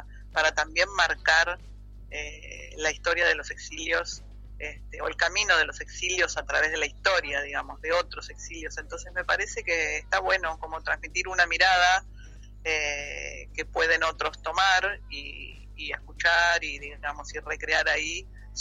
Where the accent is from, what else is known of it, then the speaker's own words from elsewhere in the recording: Argentina; moved away; also born or lived in Stockholm, Sweden; yo personalmente salí de Argentina al exilio en el año 77, y aunque no fue España ni Madrid mi ciudad de exilio, sino Suecia, Estocolmo